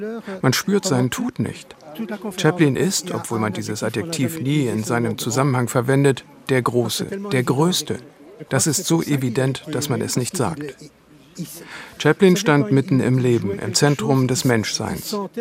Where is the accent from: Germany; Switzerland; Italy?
Switzerland; Vaud; Ich komme aus der Region.